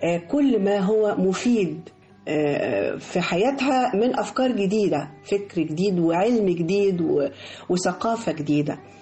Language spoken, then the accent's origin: Arabic; Egypt; لان احنا كلنا ولاد مصر